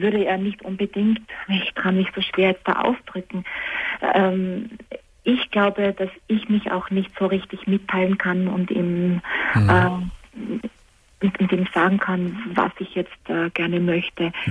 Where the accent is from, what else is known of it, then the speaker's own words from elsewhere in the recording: Austria; now in Germany; Ich bin für diesen Mann von Österreich nach Deutschland gezogen.